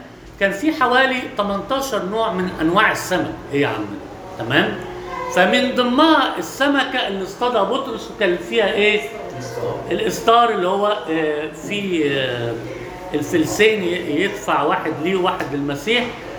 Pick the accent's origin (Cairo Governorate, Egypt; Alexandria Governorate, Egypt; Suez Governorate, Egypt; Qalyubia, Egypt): Alexandria Governorate, Egypt; Alexandria; ده معروف عندنا في اسكندرية